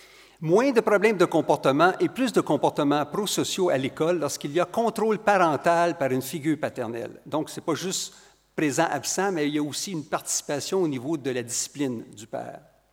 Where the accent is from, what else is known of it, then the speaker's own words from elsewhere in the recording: Quebec, Canada; accent: Quebec; Vous reconnaissez mon accent du Québec.